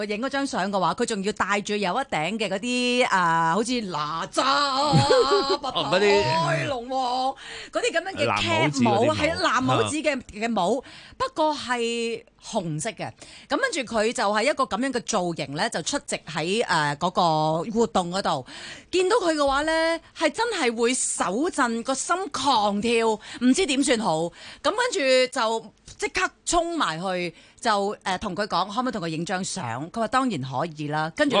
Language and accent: Cantonese; Hong Kong; 佢正正嘅就系代表住嘅就系我哋香港人